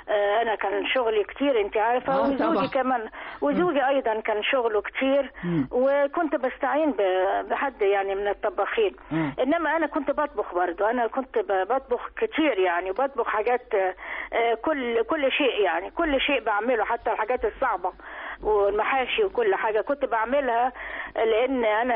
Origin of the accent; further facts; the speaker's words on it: Port Said, Port Said Governorate, Egypt; احنا عندنا في بورسعيد بنطبخ الاسماك كتير يعني، حياتنا بورسعيد هي السمك